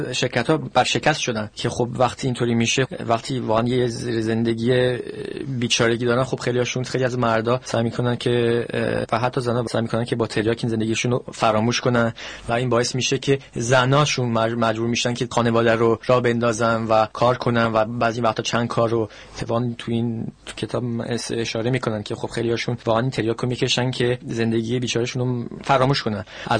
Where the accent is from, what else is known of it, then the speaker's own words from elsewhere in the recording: Iran; now in France; هر چی هم ایرانی باشم، منو فرانسوی میدونن، من که از فرانسه اومدم،